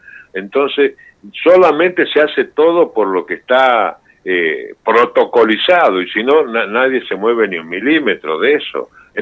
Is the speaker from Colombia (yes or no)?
no; Argentina; now in Spain; Yo estuve exiliado en España bastante tiempo, y me nacionalicé español, pero no puedo convencer a nadie que soy español aparte de argentino. Con esta tonada he perdido mucha guita.